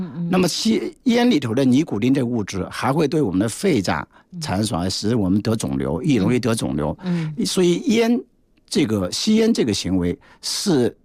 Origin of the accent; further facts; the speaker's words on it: China; 说肥胖，是我们中国人死亡的第五大因素之一吧